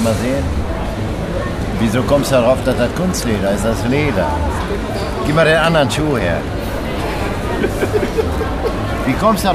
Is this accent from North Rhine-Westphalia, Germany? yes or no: yes; North Rhine-Westphalia, Germany; born there; Ich bin ein gebürtiger Westfale.